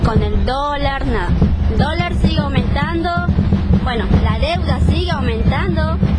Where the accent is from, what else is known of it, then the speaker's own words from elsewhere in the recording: Florencio Varela, Buenos Aires Province, Argentina; Bueno, nosotros somos de Florencia Varela, vivimos allá en Las Quintas.